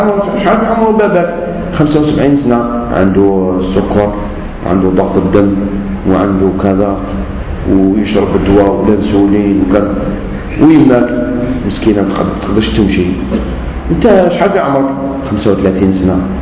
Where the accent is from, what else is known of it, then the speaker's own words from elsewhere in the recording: Algeria; انتم منين؟ احنا من الجزائر.